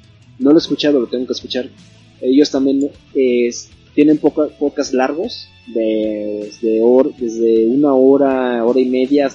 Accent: Mexico; para nosotros mexicanos no es tan chocante de escuchar como un español.

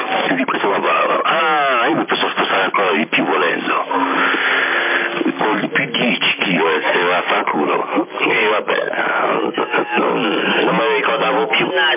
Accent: Sardinia, Italy; Hola, ascoltate, sono di Sardegna Italia.

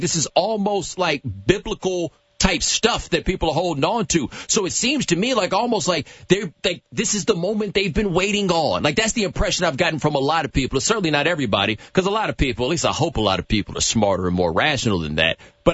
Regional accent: Texas, United States; I'm from Texas. Ain't nobody showing up just standing outside your house where I'm from.

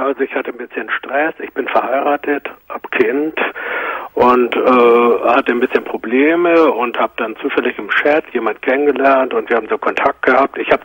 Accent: Hamburg, Germany; also ich komme aus Hamburg

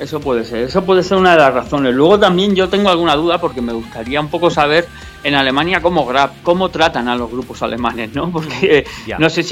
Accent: Spain; en España somos españoles

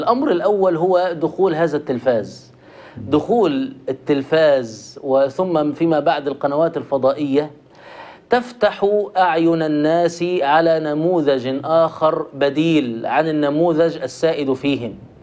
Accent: Egypt; كلنا نحن مصريون ونشأنا في المجتمع المصري التراحمي

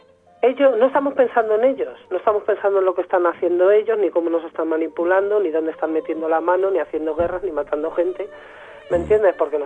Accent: Madrid, Community of Madrid, Spain; Yo soy de Lavapiés de toda la vida

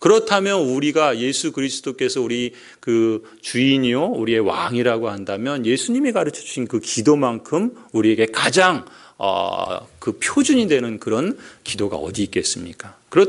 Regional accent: Seoul, South Korea; also born or lived in Chungcheong; 제가 저희 고향은 충청도고 저는 서울 사람인데

